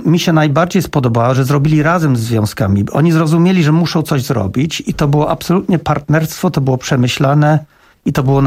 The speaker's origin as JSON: {"language": "Polish", "region": "England", "country": "United Kingdom", "said": "Znaczy, akurat wywodzę się z Anglii"}